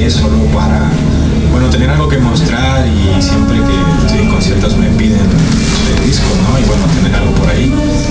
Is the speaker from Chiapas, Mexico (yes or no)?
no; Parral, Chihuahua, Mexico; born there; also born or lived in Ciudad Juárez; now in Mexico City, Mexico; No, yo nací en Parral, Chihuahua.